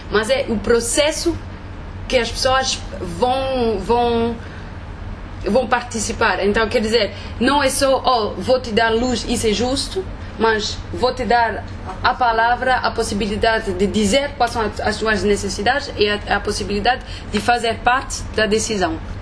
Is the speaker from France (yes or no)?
yes; France; eu sou francesa, fiz o doutoramento na África do Sul.